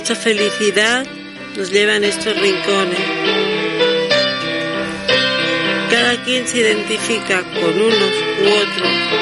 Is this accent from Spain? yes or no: yes; Barcelona, Catalonia, Spain; born there; Yo nací en Barcelona y me siento bien aquí.